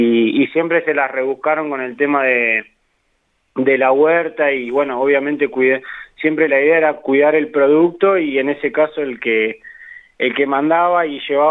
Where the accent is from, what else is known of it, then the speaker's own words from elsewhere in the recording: Santa Rosa, La Pampa, Argentina; moved away as an adult; yo soy nacido y criado acá en Santa Rosa, sí. Pero a los 18 años me fui a estudiar a Tandil, de la familia por parte de mi madre es de allá